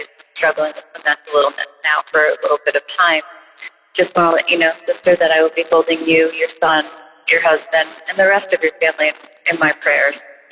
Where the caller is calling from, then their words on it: Massachusetts, United States; from Massachusetts.